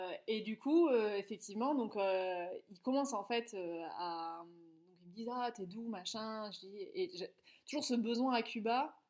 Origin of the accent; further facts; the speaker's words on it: France; ah non mais moi je suis française.